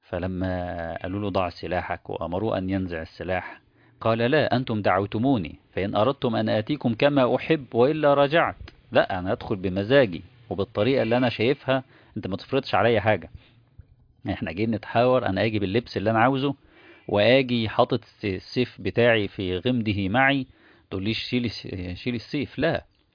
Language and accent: Arabic; Egypt; من وجهة نظرنا احنا كمصريين مثلا